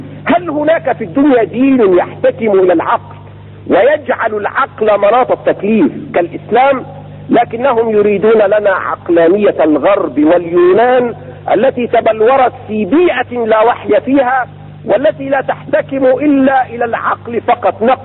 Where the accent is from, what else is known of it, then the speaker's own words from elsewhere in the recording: Cairo, Cairo Governorate, Egypt; آخر ما صنعوا عندنا في القاهرة